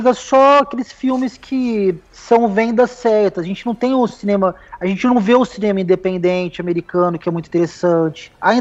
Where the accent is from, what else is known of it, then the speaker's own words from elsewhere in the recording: Ribeirão Preto, São Paulo, Brazil; eu sou de Ribeirão Preto